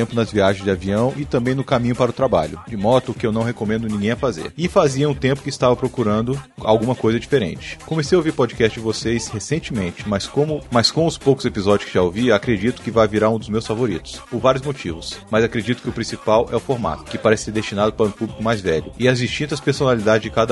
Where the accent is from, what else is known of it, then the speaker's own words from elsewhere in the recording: São Paulo, Brazil; sou de São Paulo, tenho 32 anos, casado e pai de um pequeno grande garoto, Eduardo, de 4 meses e meio.